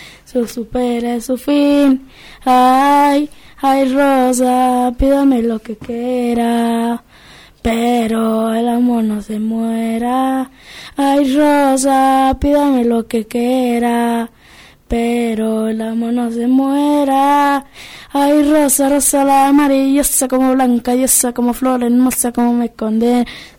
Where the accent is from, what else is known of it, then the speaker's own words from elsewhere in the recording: San Juan, Argentina; yo soy de San Juan. Soy sanjuanino.